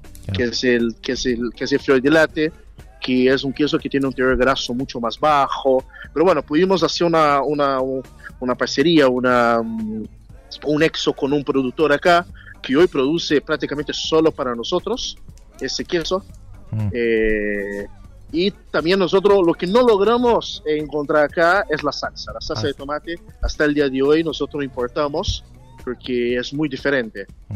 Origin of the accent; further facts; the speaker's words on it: São Paulo, Brazil; Spanish is a second language; No, yo soy de Brasil, São Paulo.